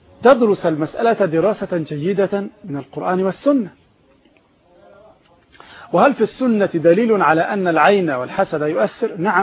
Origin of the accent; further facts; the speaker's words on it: Egypt; احنا عندنا في مصر هنا الرصيد بالضبط